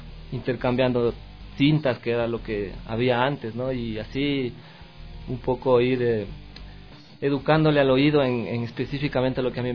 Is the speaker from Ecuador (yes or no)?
yes; Sangolquí, Pichincha, Ecuador; yo soy de Sangolquí, pero casi a partir del colegio, desde segundo curso, vine a estudiar acá a Quito